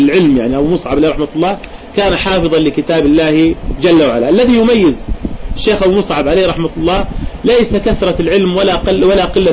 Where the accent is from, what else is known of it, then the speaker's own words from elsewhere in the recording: Jordan; حصلت عندنا في الأردن تفجيرات